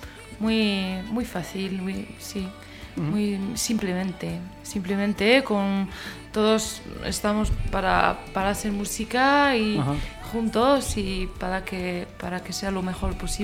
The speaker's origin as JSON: {"language": "Spanish", "town": "Bayonne", "region": "Nouvelle-Aquitaine", "country": "France", "said": "Yo soy de Bayona."}